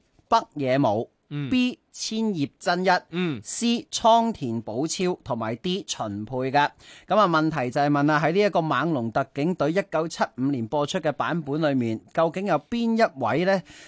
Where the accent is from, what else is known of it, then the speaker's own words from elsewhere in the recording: Hong Kong; 我哋香港人咧，甚至乎我哋呢一代人啊